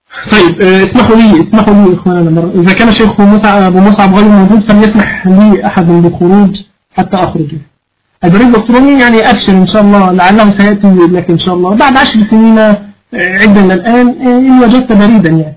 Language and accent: Arabic; Egypt; لا أنا مصري